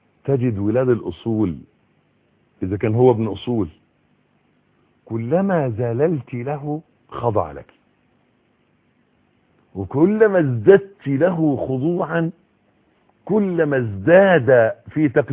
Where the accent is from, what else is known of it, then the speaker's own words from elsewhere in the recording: Egypt; يبدو الوضع عندنا في مصر، وانا بتكلم على اللي اعرفه